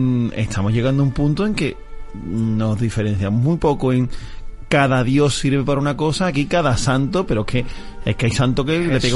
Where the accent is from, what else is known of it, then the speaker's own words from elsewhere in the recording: Lugo, Galicia, Spain; Yo soy más de Lugo, en Galicia.